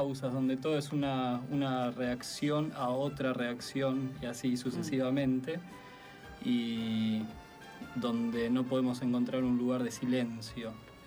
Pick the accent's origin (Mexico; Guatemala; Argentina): Argentina; now in Norway; yo soy argentino, vivo en Noruega.